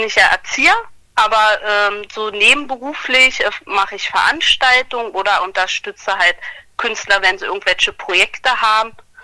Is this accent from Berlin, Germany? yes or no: no; Brandenburg, Germany; Brandenburg im Kreis Barnim.